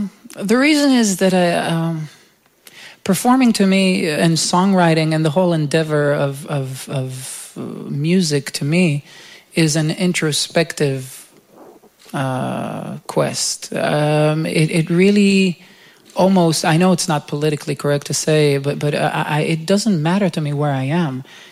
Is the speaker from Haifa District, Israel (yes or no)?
no; Jerusalem, Jerusalem District, Israel; where I just picked up a guitar and asked, you know, one of these bars in my hometown in Jerusalem if I can play there.